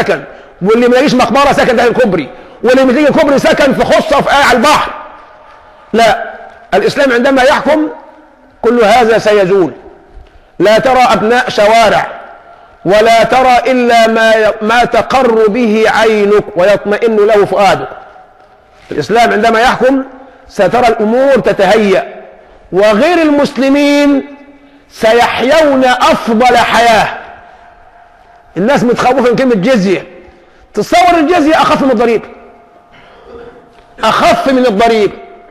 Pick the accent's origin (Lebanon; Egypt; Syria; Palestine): Egypt; أقول له الله يهديك أنا مصري، مش تفضحني، أنا مصري